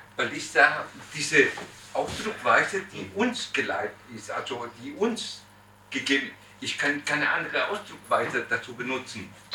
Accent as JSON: {"language": "German", "country": "Chile", "tie": "born there", "second_language": "German", "said": "ich bin römisch-katholisch, ich bin Chilene geboren, in Chile geboren"}